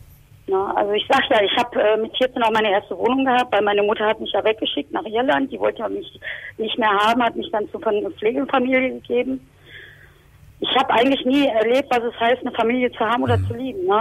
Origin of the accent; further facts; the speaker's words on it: Essen, North Rhine-Westphalia, Germany; Also ich komme ja aus Essen